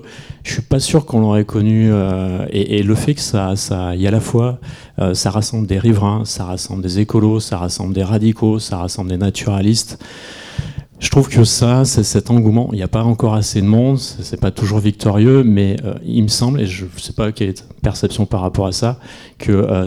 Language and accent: French; Cornas, Auvergne-Rhône-Alpes, France; parce que je viens de Cornas, un village qui est juste à côté de Saint-Péret.